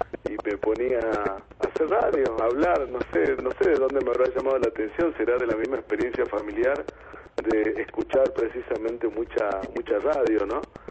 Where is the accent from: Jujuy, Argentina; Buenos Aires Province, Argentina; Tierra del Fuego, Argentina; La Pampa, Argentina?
Jujuy, Argentina; Calilegua; born there; now in San Salvador de Jujuy, Argentina; me terminó dejando acá en San Salvador de Jujuy, ¿no? Pues yo nací en Calilegua